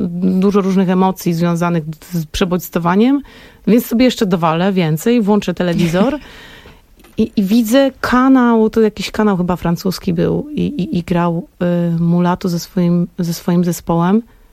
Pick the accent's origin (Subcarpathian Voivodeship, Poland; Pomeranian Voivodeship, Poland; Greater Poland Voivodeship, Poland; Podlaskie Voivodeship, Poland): Greater Poland Voivodeship, Poland; Poznań; Ja jestem z Poznania, więc ta sala jest mi bardzo, bardzo, bardzo bliska